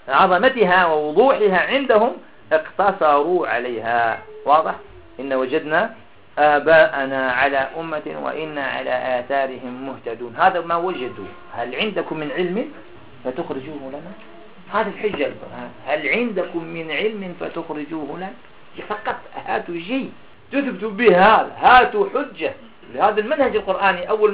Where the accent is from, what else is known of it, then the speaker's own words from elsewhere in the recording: Algeria; هذا من عندنا في الجزائر